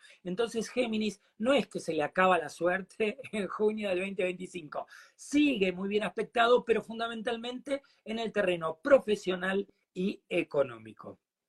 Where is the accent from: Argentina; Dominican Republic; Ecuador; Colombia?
Argentina; Es como nosotros acá en la Argentina, viste que nosotros tenemos, sigo gastronómico hoy, viste que nosotros tenemos una comida que se llama dulce de leche.